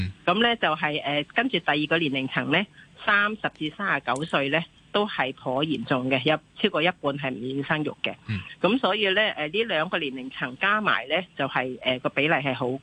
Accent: Hong Kong; 系帮我哋香港人咧系睇下点样解决呢样嘢。

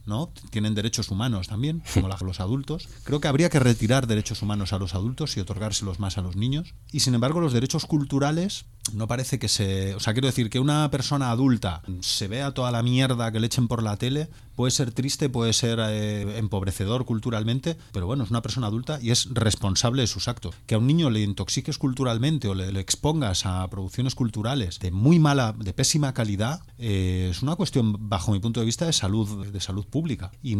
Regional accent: Galicia, Spain; yo soy gallego, o sea, yo soy de la tierra de la cocaína

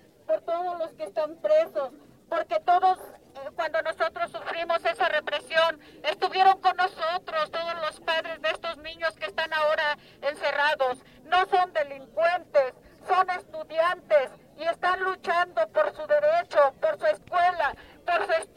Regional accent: Atenco, State of Mexico, Mexico; Somos de Atenco y nos han reprendido feo.

